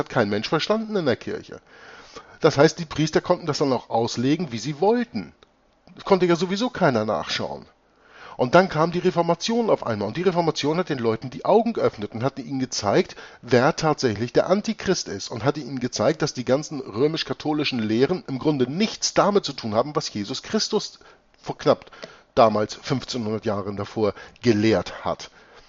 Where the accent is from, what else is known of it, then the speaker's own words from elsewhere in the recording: Hamburg, Germany; born there; Deutsch ist zwar meine Muttersprache. Ich bin geboren in Hamburg und bin geborener Deutscher.